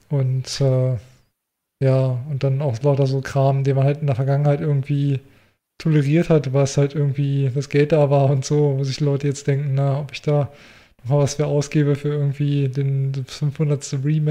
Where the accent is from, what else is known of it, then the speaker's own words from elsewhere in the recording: Germany; ich bin in der Großstadt aufgewachsen, mein ganzes Leben in der Großstadt gelebt